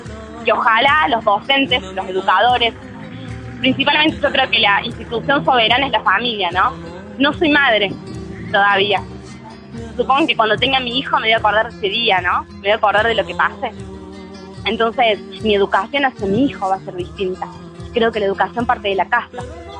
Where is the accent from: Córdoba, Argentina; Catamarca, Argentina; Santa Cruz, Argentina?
Córdoba, Argentina; La Cumbre; Yo soy de La Cumbre, así que viajo todos los días y vuelvo a mi casa a las 10:30 de la noche, 11, cuando salgo del colegio. Y nunca había tenido miedo, vivo en un barrio en la entrada de La Cumbre